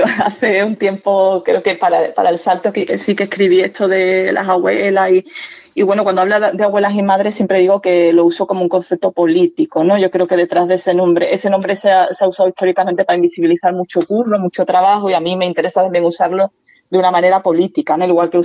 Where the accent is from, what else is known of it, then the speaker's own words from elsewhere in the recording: Andalusia, Spain; Y yo soy andaluza